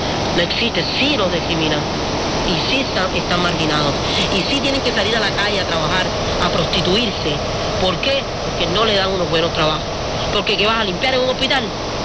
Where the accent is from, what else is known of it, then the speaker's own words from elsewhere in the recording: Cuba; Y toco mucho a veces los puntos de Cuba, lo que está pasando, por ejemplo, en mi pueblo, que se están botando para la calle en estos días.